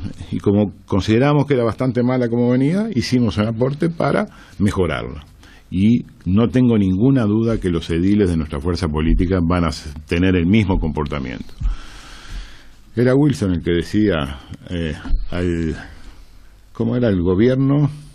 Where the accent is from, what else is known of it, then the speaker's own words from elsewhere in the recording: Cerro Largo, Uruguay; also born or lived in Montevideo; Cerro Largo para mí es, tengo el privilegio de que sea mi tierra de adopción. Yo nací en Montevideo, pero me formé en Cerro Largo.